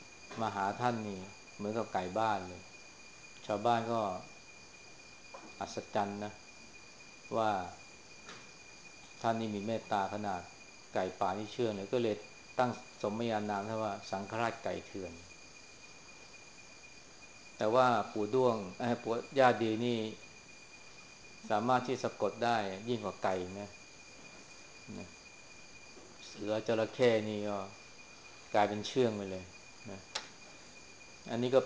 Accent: Chaiyaphum, Thailand; เราเป็นคนชัยภูมินี่ก็ต้องรู้จักท้องถิ่นของเรา

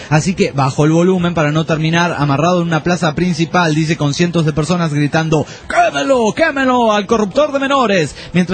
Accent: San Diego de Alejandría, Jalisco, Mexico; de Jalisco, de San Diego de Alejandría, Jalisco.

